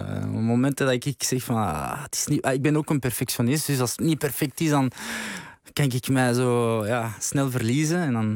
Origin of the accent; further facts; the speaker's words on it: Vilvoorde, Flemish Brabant, Belgium; En ik kom van Vilvoorde.